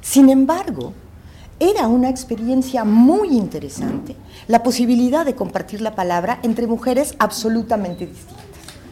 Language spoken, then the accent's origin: Spanish; Mexico; also born or lived in Bolivia; Yo viví en Bolivia muchos años, soy mexicana